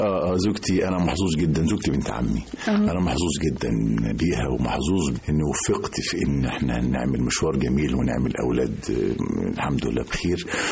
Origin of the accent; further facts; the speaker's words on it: Mansoura, Dakahlia, Egypt; من وأنا طفل يعني كنت في المنصورة في الدقهلية